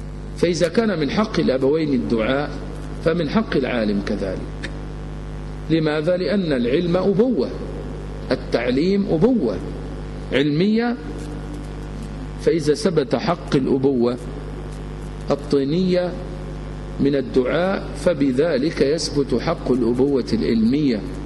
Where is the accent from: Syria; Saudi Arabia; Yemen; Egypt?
Egypt; فأنا مصري مثله وأنت الذي تسأل عنه لأنك سعودي وهو مصري، وإنما تسألني عمن أعرفه وأسكن في المنطقة التي هو فيها وإلى جوار مسجده الذي تربيت فيه.